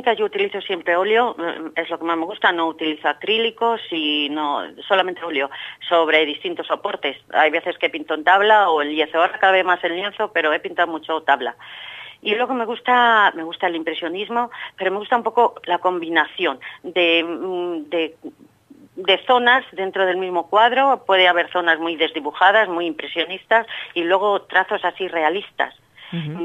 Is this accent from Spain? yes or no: yes; Gallegos de Hornija, Castile and León, Spain; moved away as an adult; now in Madrid, Spain; Yo llevo muchos años en Madrid, pero nací y viví toda mi niñez y toda parte de mi juventud, hasta los 20 años quizás, en un pueblo muy pequeñito de la provincia de Valladolid, se llama Gallegos de Urnija.